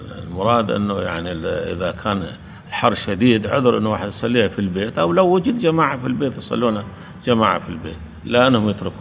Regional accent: Kuwait; لكن هنا عندنا بالكويت العصر أشد من الظهر

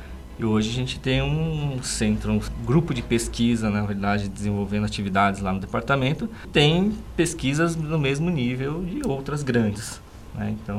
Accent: São Paulo, Brazil; now in Sorocaba, Brazil; Eu, como paulistano, né, pessoa que nasceu lá em São Paulo, nunca gostei da cidade de São Paulo.

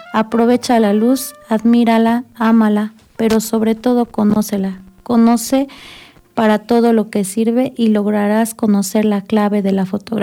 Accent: Amecameca, State of Mexico, Mexico; Sí, así es. Yo nací aquí en Amecameca. Toda la vida he vivido aquí.

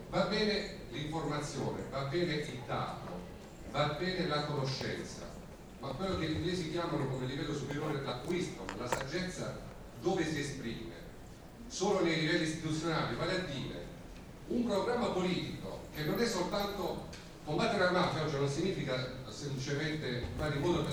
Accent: Apulia, Italy; io sono pugliese, forse cercatino, o comunque meridionale.

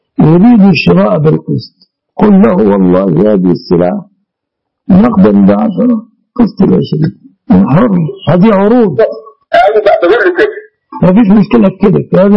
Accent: Egypt; المعهود عندنا في مصر

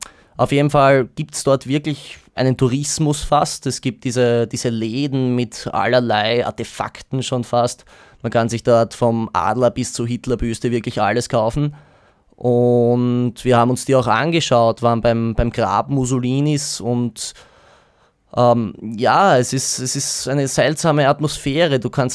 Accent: Austria; du bist dort als Österreicher auch gern gesehen

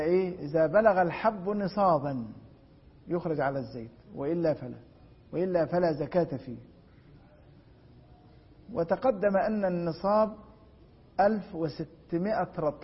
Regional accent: Egypt; عندنا في مصر حب الفجل الأحمر الأبيض لا زيت له

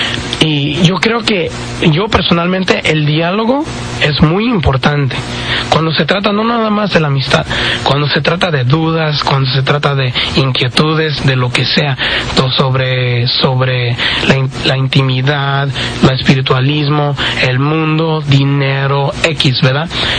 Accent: Orosi, California, United States; somos del pueblecito de Orosi

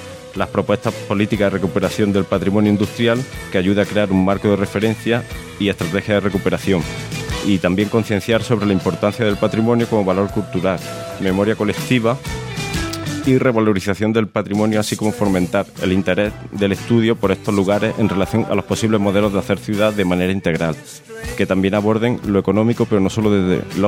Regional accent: Bailén, Andalusia, Spain; also born or lived in Barcelona; un trabajo fotográfico que realicé sobre Bailén, mi ciudad natal, en torno al tema de la crisis. Después pasé un tiempo en Barcelona de 2009 a 2014

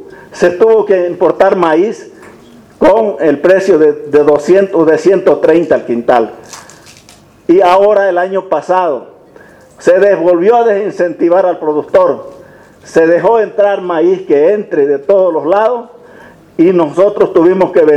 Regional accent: Vallegrande, Santa Cruz, Bolivia; Yo soy de Valle Grande.

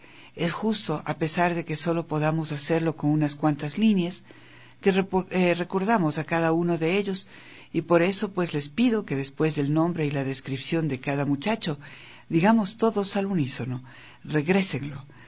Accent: Mexico; Somos miles los mexicanos que no nos sentimos representados

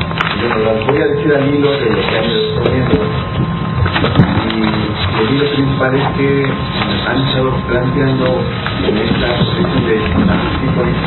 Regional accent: Mexico; Bueno, pues. En verdad no soy el español, soy el americano, soy mexicano

